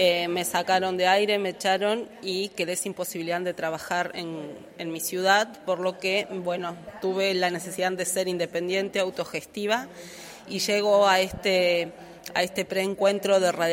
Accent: Comodoro Rivadavia, Chubut, Argentina; soy periodista independiente de Comodoro Rivadavia, Chubut.

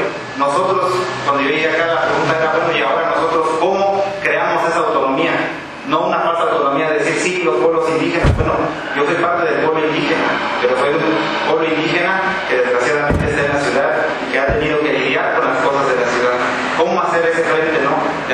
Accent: Oaxaca, Mexico; born there; Desafortunadamente, yo nací aquí en la ciudad de Oaxaca, ¿no? Mis padres no son los dos de la Sierra Norte, entonces la idea yo saco de zapoteca y mixteca.

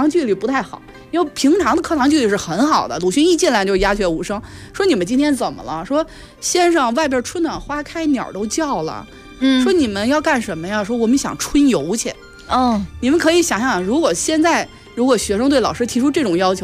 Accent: Beijing, China; accent: Beijing

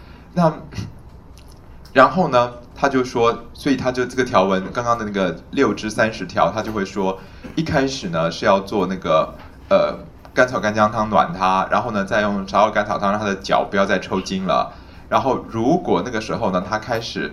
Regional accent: Taiwan; 像我们台湾人会卖什么青草茶、苦茶、凉茶，对不对？

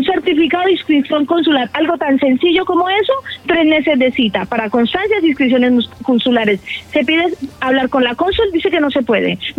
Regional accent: Benicarló, Valencian Community, Spain; Yo vengo de un pueblo de la Comunidad Valenciana que se llama Benicarló.

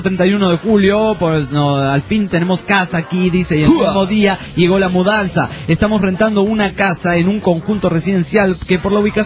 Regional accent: United States; moved away as an adult; Yo creo que esta gente piensa que somos de dinero cuando le decimos que somos de los Estados Unidos de Norteamérica.

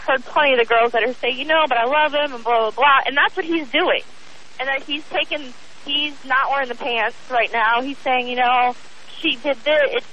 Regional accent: Florida, United States; I'm from there. I'm from Florida, spent some time in Tallahassee

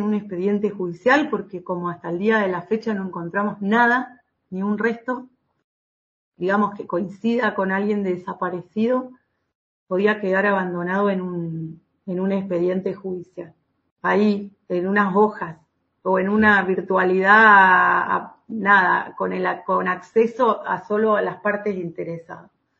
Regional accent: Entre Ríos, Argentina; en los pueblitos de donde vengo yo, ¿no? De pueblitos del interior de la provincia

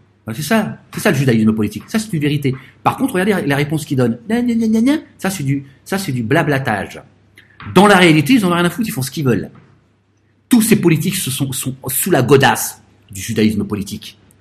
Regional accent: France; Nous sommes français.

